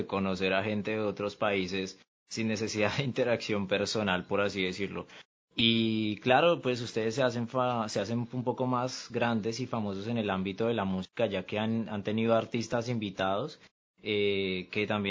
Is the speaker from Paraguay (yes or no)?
no; Colombia; tengo 18 años y así como dice Milton, mucho gusto, soy de Colombia.